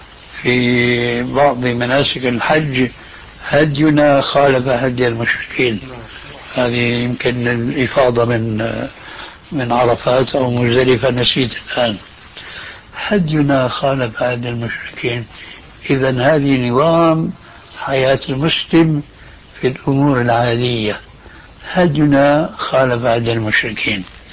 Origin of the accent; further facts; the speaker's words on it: Damascus, Damascus Governorate, Syria; حلق اللحية قد وجد عندنا في دمشق